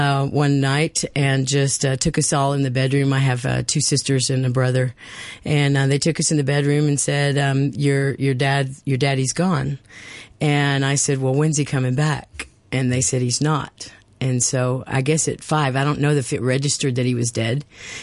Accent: Mendenhall, Mississippi, United States; I was born in Mendenhall, Mississippi. Born actually in Jackson, but we lived in Mendenhall, which is about 26 miles southeast of Jackson.

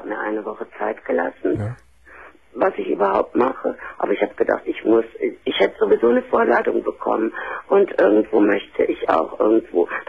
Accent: Cologne, North Rhine-Westphalia, Germany; moved away as an adult; now in Hamburg, Germany

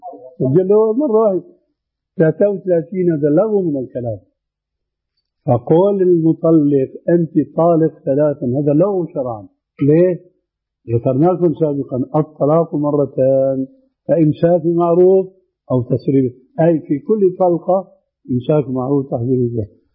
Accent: Damascus, Damascus Governorate, Syria; عندنا في دمشق في 4 محاريب

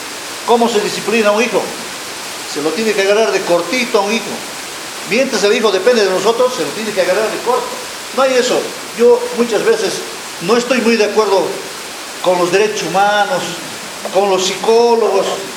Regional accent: Tarija, Bolivia; Antes mis profesores, cuando yo estaba, yo vengo de Tarija, agarrote limpio

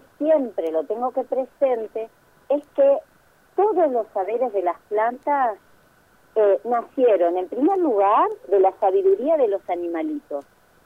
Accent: Entre Ríos, Argentina; A mí me encantaba estar en el jardín de mi casa, en los montecitos, yo crecí en Entre Ríos

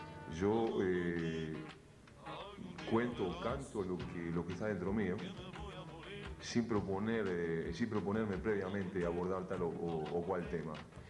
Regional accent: Uruguay; no lo puedo hacer mejor que si utilizo mi propio acento y mi propio idioma

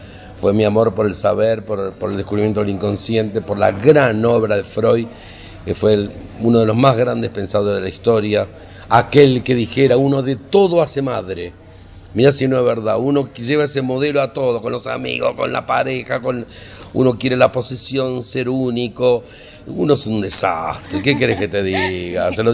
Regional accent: Chaco, Argentina; soy chaqueño y estudié psicología

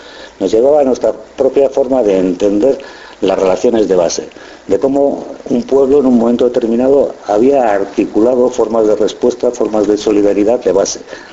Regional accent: Basque Country, Spain; Éramos jóvenes, éramos vascos y vivíamos reprimidos como jóvenes y como vascos.

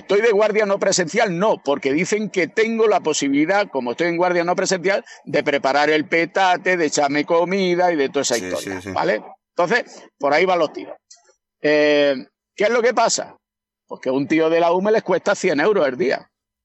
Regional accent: Jaén, Andalusia, Spain; Yo soy de Jaén, me llaman mañana para un incendio en Cádiz, ¿vale?

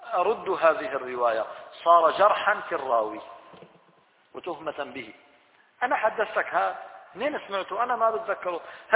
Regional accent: Syria; عندنا في الشام الآن أصبح الأمر مألوفا ليس هذا منكرا

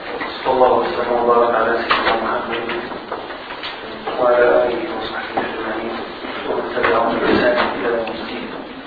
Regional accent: Morocco; ونحن كمغاربة نقرأ برواية أهل البلد

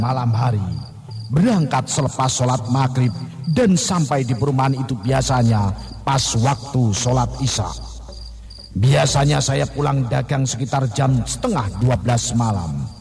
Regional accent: Brebes, Central Java, Indonesia; now in Jakarta, Indonesia; Saya berasal dari Brebes, Jawa Tengah.

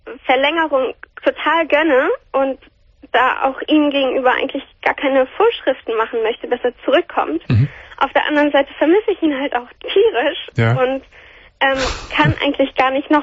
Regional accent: Hamburg, Germany; Aber also meine Eltern sind nicht Italiener oder so. Ich komme aus Hamburg.

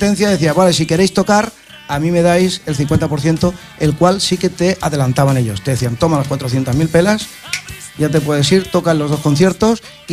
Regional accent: Catalonia, Spain; Yo soy catalán, tío, le dije.

